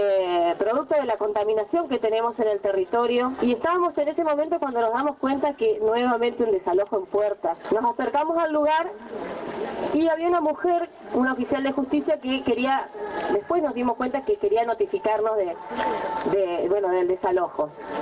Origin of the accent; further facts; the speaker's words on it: Neuquén, Argentina; Nuestro pueblo hoy está pasando un momento muy difícil. Yo vengo de la provincia del Neuquén